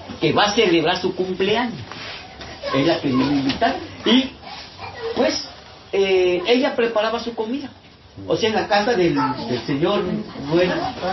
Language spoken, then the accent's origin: Spanish; Champotón, Campeche, Mexico; No, yo vengo de Champotón.